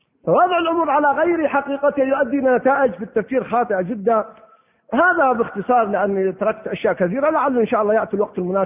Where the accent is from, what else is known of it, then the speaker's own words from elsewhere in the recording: Al-Qassim, Saudi Arabia; كان في وسط القصيم يعني في وسط بريدة، وإذا أردنا نذهب للقرية نذهب من مساحات قريتنا بعيدة جدا